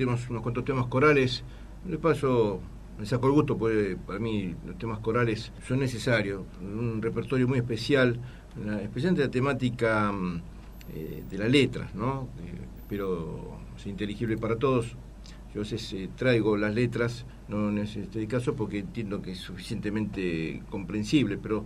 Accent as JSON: {"language": "Spanish", "region": "Buenos Aires", "country": "Argentina", "said": "Si bien somos argentinos también, tenemos doble nacionalidad, doble formación y luchamos por y bregamos por desarrollo nuestro personal, integrar en todos los aspectos, acá como porteños"}